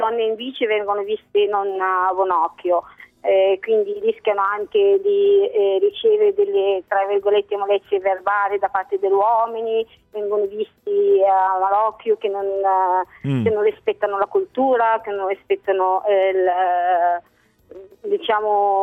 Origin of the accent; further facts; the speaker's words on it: Algeria; Italian is a second language; now in Italy; Io sì, perché andavo da piccola in Algeria.